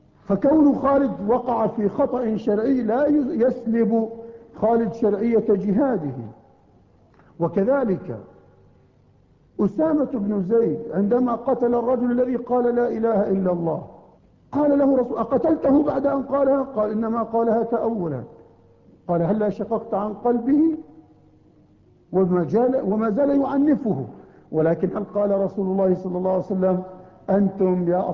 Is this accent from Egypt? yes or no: no; Palestine; فأنا فلسطيني